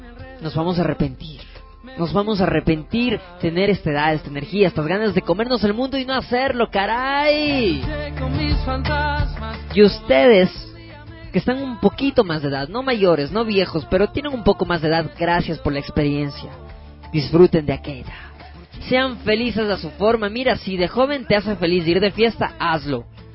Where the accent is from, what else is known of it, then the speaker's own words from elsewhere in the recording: Ecuador; Fuerza, somos ecuatorianos y así nos vamos a apoyar.